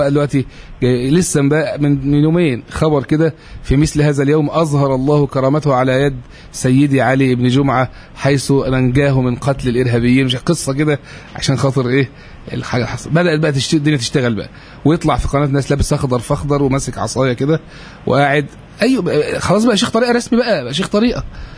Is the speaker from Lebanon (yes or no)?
no; Egypt; عندنا في مصر الدولة تفسح جدا جدا لهذا الاتجاه.